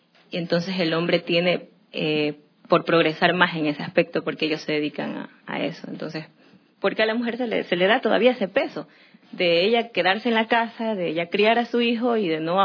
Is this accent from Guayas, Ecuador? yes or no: yes; Durán, Guayas, Ecuador; yo soy de Durán. Me he criado ahí toda mi vida. Nací en Guayaquil porque no habían maternidades ahí. Me tocó que mi madre me venga a dar a luz en la ciudad de Guayaquil, pero soy durandeña.